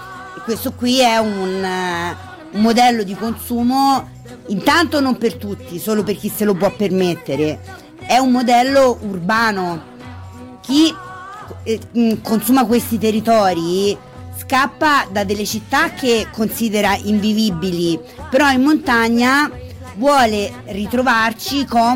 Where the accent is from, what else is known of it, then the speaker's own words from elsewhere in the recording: Rome, Lazio, Italy; per una persona come me, nata e cresciuta in città, a Roma